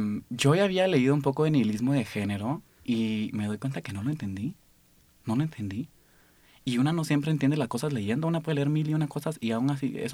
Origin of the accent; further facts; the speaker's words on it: Guatemala; como decimos en Guatemala, yo soy de Guatemala.